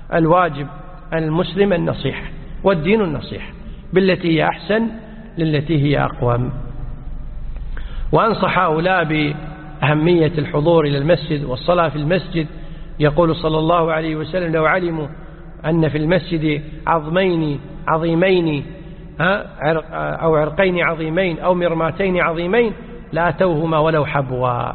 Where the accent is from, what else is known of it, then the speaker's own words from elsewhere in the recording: Kuwait; مثل عندنا في الكويت أحيانا في العشر الأواخر